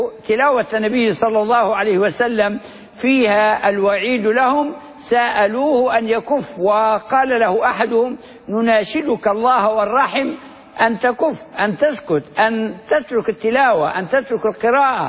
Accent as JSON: {"language": "Arabic", "country": "Libya", "said": "وهو الذي يظن أنه دفين بلادنا ليبيا في المنطقة الوسطى في أوجلة"}